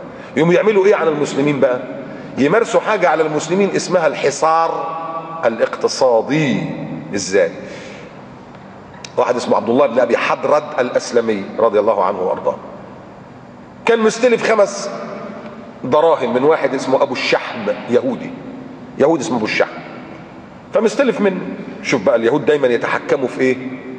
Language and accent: Arabic; Egypt; وعندنا في مصر الصليبين واخدين اجازة ولا لا؟